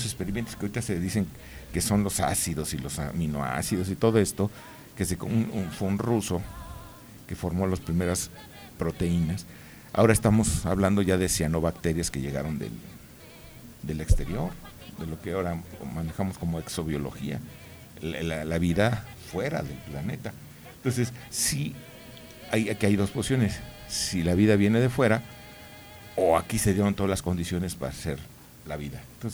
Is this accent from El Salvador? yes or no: no; Mexico; van formando un carácter a todos nosotros como mexicanos.